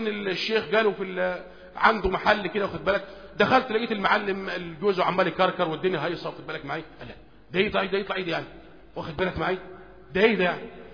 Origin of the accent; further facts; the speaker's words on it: Egypt; لان احنا عندنا في مصر ما عندنا صحوة منهجية